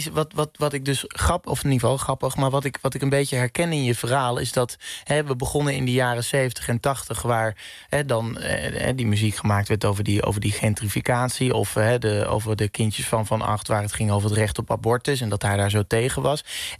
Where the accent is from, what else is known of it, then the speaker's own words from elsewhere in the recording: North Brabant, Netherlands; ik kom uit Brabant, maar dit is daar in februari vier dagen lang hoor je dit overal.